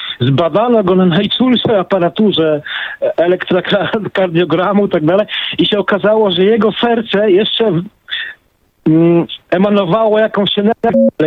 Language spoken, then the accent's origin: Polish; Gdańsk, Pomeranian Voivodeship, Poland; bo ja jestem z Gdańska, w Brzeźnie